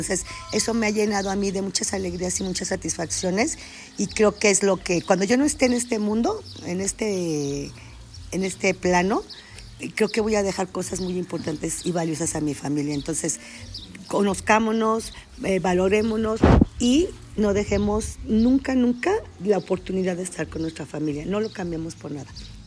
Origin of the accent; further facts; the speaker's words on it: Mexico; Somos una familia con muchos valores, con muchas enseñanzas, con una gran identidad como mexicanos, con mucha fuerza, con mucho amor.